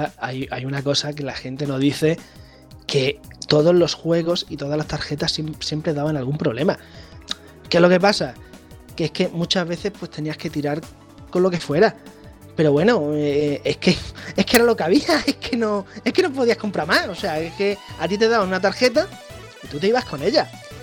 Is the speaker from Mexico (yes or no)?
no; Badajoz, Extremadura, Spain; Mira, yo soy de Badajoz, en zona, en la comunidad Extremadura